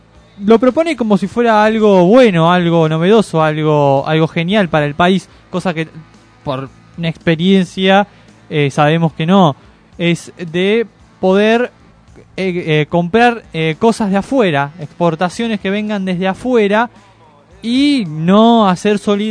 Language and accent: Spanish; Bolivia; now in Argentina; Yo soy boliviano, no puedo votar.